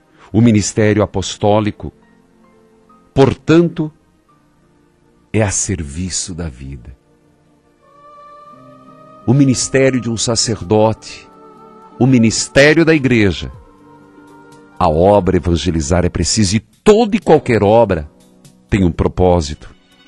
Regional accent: Paraíso do Norte, Paraná, Brazil; Nova Esperança, que fica perto ali de Maringá, perto da minha terra natal, Paraíso do Norte.

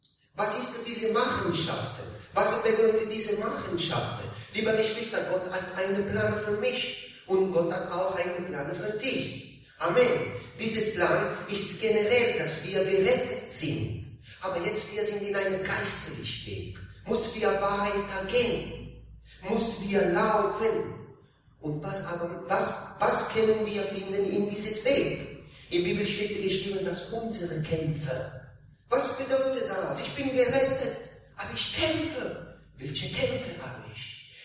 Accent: Italy; now in Hildesheim, Germany; ich komme aus Italien, ich und meine Familie, wir sind aus Italien gekommen, aber nicht jetzt, wir wohnen jetzt in Hildesheim.

